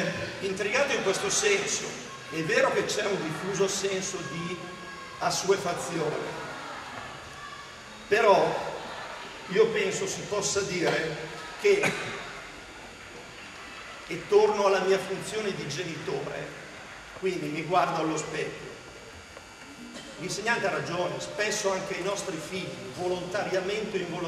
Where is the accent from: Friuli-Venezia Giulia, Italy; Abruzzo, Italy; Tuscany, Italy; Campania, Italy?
Abruzzo, Italy; Io non sono calabrese, sono abruzzese d'origine, trapiantato.